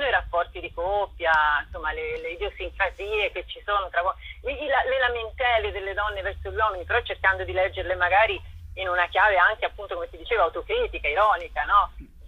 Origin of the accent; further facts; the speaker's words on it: Tuscany, Italy; visto che io sono toscana